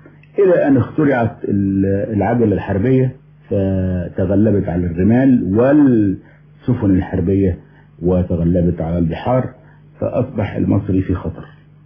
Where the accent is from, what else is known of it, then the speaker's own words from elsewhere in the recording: Egypt; هو أنا أولا مصري الجنسية